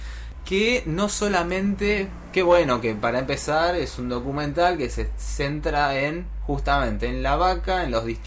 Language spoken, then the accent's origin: Spanish; Argentina; nos representa como argentinos, ¿no?